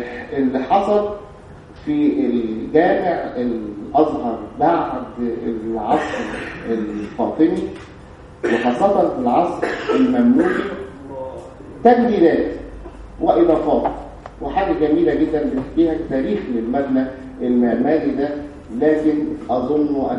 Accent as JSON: {"language": "Arabic", "country": "Egypt", "said": "وانا يعني عندنا في مصر الحمد لله بعتقد يعني انه في حرية"}